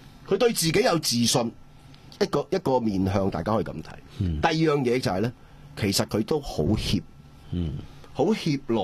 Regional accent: Hong Kong; 借民族主義來玩我們香港人的時候，你還去嚇他？

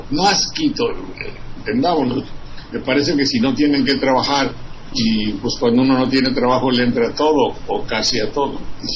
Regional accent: Boca del Río, Veracruz, Mexico; ¿A qué fue en mi tierra?

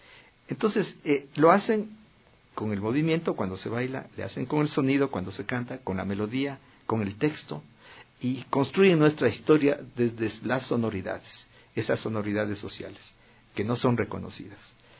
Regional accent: Quito, Pichincha, Ecuador; me cautivaron el alma, como sujeto quiteño, como sujeto ecuatoriano.

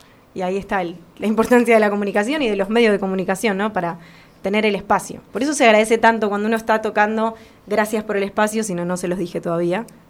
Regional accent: Argentina; En la cultura general donde vivo, donde soy, acá Argentina

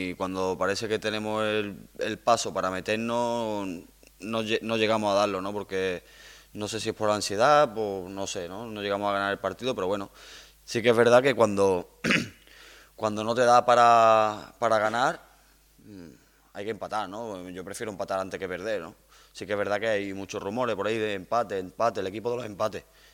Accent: Córdoba, Andalusia, Spain; Sí que es verdad que es el equipo de mi ciudad, ¿no? Y como cordobés que soy.

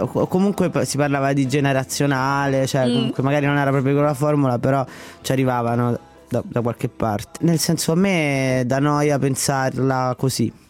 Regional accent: Latina, Lazio, Italy; Io sono di Latina innanzitutto, la scuola di Latina

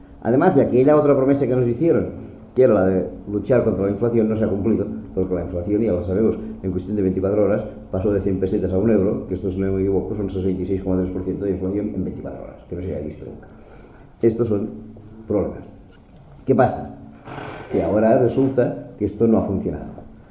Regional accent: Catalonia, Spain; a mí me gustaría volver a la peseta, entre otras razones, porque soy catalán.

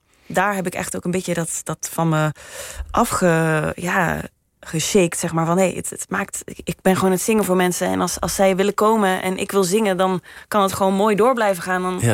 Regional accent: Limburg, Netherlands; Want ik kom uit Midden-Limburg en dat is weer een ander accent dan Noord-Limburg.

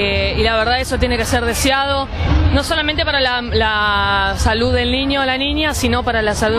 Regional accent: Banfield, Buenos Aires Province, Argentina; soy de Zona Sur, Banfield

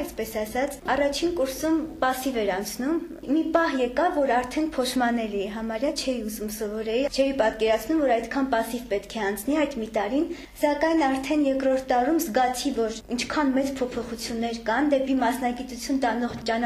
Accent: Ukhtadzor, Nagorno-Karabakh, Azerbaijan; Ոչ, ես Հադրութից եմ, Հադրութի շրջանի Ուխտաձոր գյուղից։

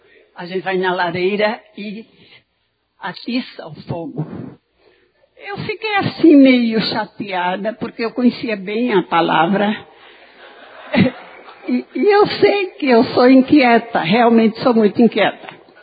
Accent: Alagoas, Brazil; Quero lhe dar uma boa-vinda bem calorosa, porque eu sou alagoana. Eu sou cabra mesmo.

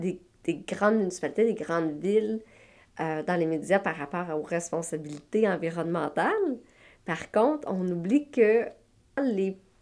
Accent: Sainte-Agathe-des-Monts, Quebec, Canada; Je suis native de la région des Laurentides. En fait, moi, je suis née à Sainte-Agathe-des-Monts.

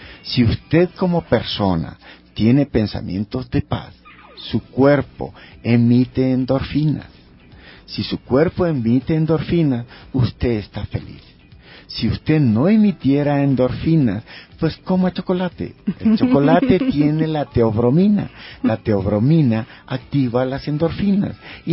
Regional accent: Esmeraldas, Ecuador; Yo soy de Esmeraldas y allá, si tú puedes ir a ver, tenemos nuestros huertos orgánicos.

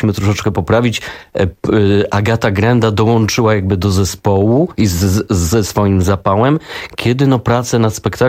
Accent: Greater Poland Voivodeship, Poland; oboje pochodzimy z Wielkopolski

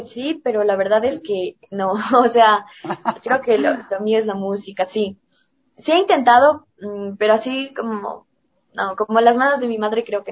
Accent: Ecuador; como ecuatorianos, no tenemos esa cultura de consumir arte

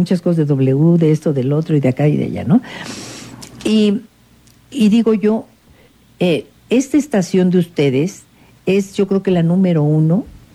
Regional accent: Mexico City, Mexico; si ya de feños de por sí nos creen así como extraños yendo a cualquier lugar

